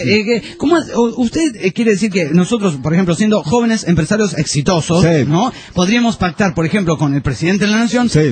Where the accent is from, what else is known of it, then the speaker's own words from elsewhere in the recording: Olavarría, Buenos Aires Province, Argentina; Esto es en Olavarría. Quería saludarlos y preguntarles a cualquiera de los tripulantes de la nave que quiera responder por qué hay gente tan masoquista en mi país